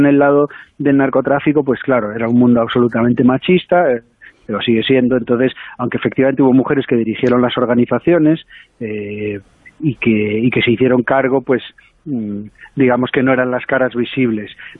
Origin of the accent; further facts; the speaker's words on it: Galicia, Spain; eso cualquiera de los que somos gallegos era una historia que conocíamos bien